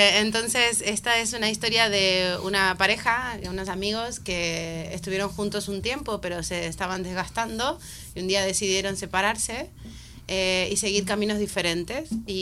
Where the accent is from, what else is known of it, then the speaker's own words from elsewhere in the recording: Argentina; soy argentina, no que lo sepan, es lo que hay.